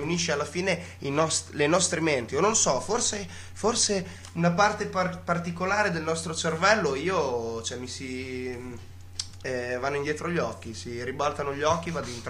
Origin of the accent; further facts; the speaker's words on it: Bologna, Emilia-Romagna, Italy; Ah, sì, siamo tutti bolognesi